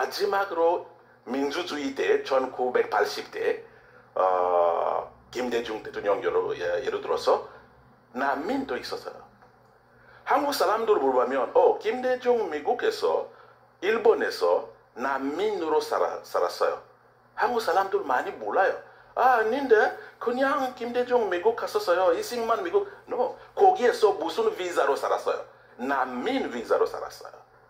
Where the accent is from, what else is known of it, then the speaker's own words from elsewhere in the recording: DR Congo; Korean is a second language; now in South Korea; 우리는 소개하면, 아, 제가 콩고에서 왔어요. 뭐? 홍콩? 아니요, 콩고. 몽고? 아니, 콩고. 아메리카? 아니, 아프리카.